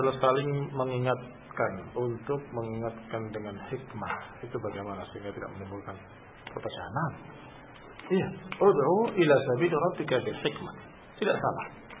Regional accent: Thailand; Indonesian is a second language; Thailand. Dari Thailand. Assalamualaikum warahmatullahi wabarakatuh. Saya mohon maaf atas kekurangan bahasa Indonesia saya.

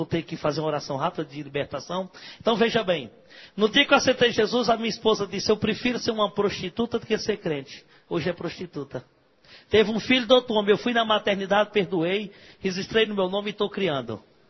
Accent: Ceará, Brazil; Eu mando para o Ceará, para a minha terra.

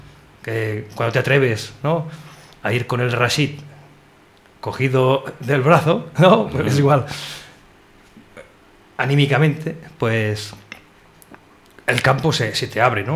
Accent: Catalonia, Spain; Tú eres educación marroquí y yo soy educación catalana

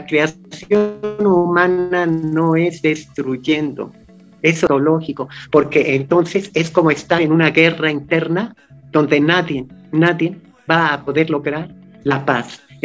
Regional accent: Mexico; ¿cuáles son nuestros grandes temas que también debemos reconocer como mexicano?

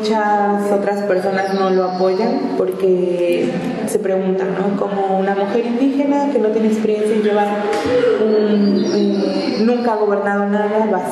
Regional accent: Veracruz, Mexico; now in Argentina; Tengo 21 años, soy de México, del estado de Veracruz, de la zona centro. Actualmente estoy de intercambio aquí en la provincia de Buenos Aires.

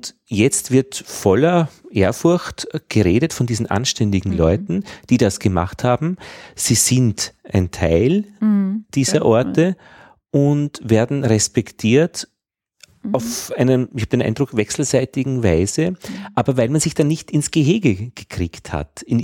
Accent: Upper Austria, Austria; Wo ich herkomme, an der österreichisch-deutschen Grenze bei Braunau

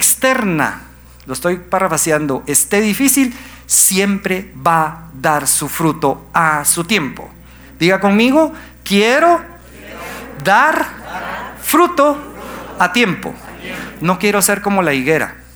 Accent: Guatemala; creo que nuestra identidad como guatemaltecos la tenemos que cambiar

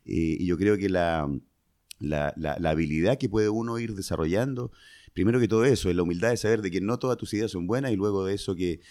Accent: Concepción, Biobío, Chile; born there; yo originalmente nací en Concepción, que es una ciudad que está en Concepción, una ciudad que está en la octava región en Chile. Ahí nací...

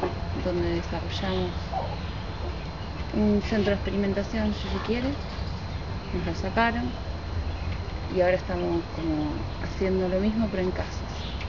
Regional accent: Mar del Plata, Buenos Aires Province, Argentina; soy de Mar del Plata, estoy viviendo acá unos 10 días, pienso volver.

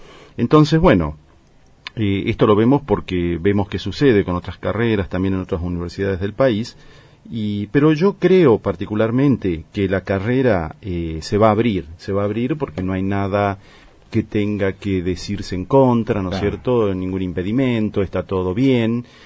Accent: Argentina; puedo opinar, ¿no es cierto?, como universitario, como argentino, digamos

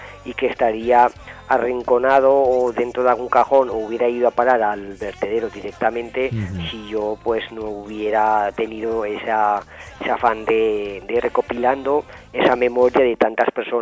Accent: Monzón, Aragon, Spain; Pues cuando tenía unos 14 años, en mi pueblo, en Monzón, había mucha actividad política

